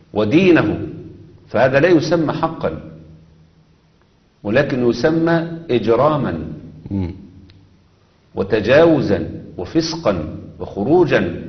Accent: Egypt; كان زمان الملاية اللي بتلبسها المرأة عندنا في مصر هنا كان يسموها الملاية اللف

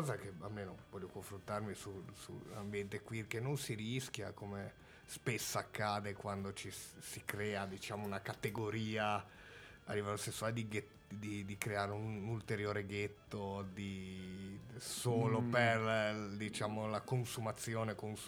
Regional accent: Sardinia, Italy; Beh, quella io ce la giochiamo dopo, che sono sardo.

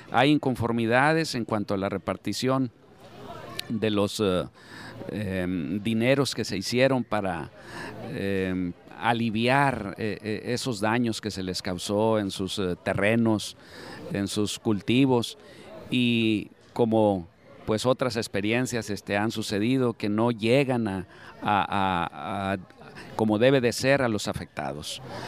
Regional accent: Sonora, Mexico; como mexicanos, como sonorenses, nos decepciona

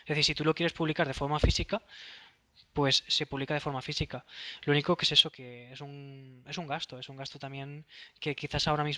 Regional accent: Valencia, Valencian Community, Spain; Como yo soy de Valencia, pues dejamos a Valencia para el final.

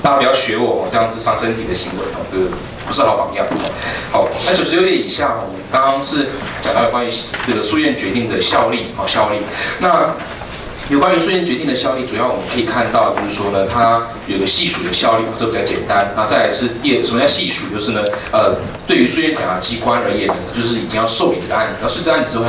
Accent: Taiwan; 我们是台湾人两个人，

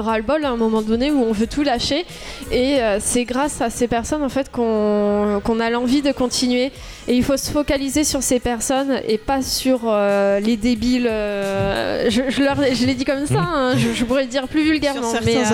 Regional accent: Toulouse, Occitanie, France; surtout qu'on est tous de Toulouse

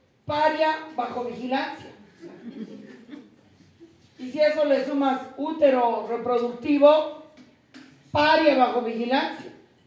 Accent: Bolivia; yo soy boliviana, y como boliviana

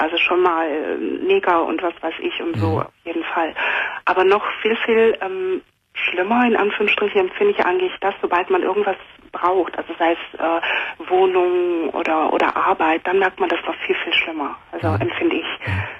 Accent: Germany; also born or lived in Cameroon; Also ich bin in Kamerun geboren und bin mit 5,5 Jahren nach Deutschland gekommen. Mhm. Meine Mutter war mit einem Deutschen verheiratet und seitdem bin ich hier.

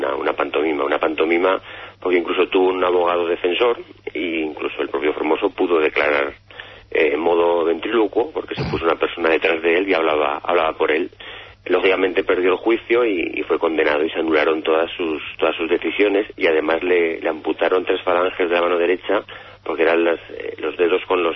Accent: Teruel, Aragon, Spain; me recuerda a la leyenda de los amantes de Teruel de mi tierra

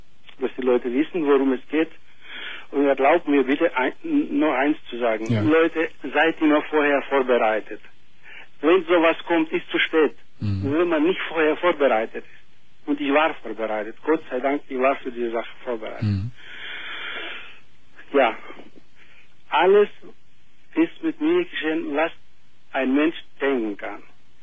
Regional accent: Greece; Nein, ich bin Grieche.

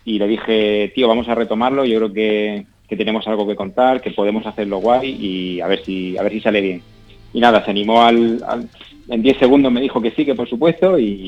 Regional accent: Region of Murcia, Spain; todos los miembros de la banda somos de Murcia, aunque yo ahora mismo no vivo allí, pero todos somos de allí.

